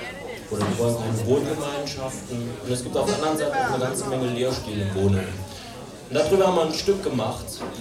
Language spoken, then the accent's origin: German; Trier, Rhineland-Palatinate, Germany; Also wir sind ja aus der Gegend hier. Das zwar gehört zum deutschen Gebiet, das heißt Trier, die Ortschaft, wo wir herkommen.